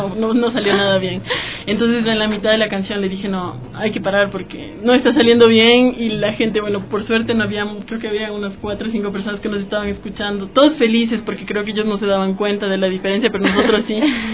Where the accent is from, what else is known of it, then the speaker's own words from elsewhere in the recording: Quito, Pichincha, Ecuador; moved away as an adult; now in France; soy soprano lírica quiteña y llevo 3 años estudiando en Francia, donde en este momento resido